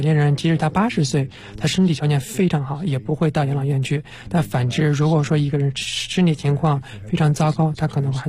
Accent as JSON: {"language": "Chinese", "country": "Denmark", "second_language": "Chinese", "said": "这确实是因为我们两个国情不一样，我们丹麦人口会比较少"}